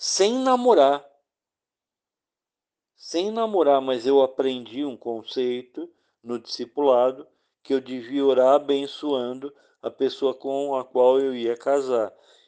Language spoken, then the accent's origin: Portuguese; São Paulo, Brazil; Eu era de São Paulo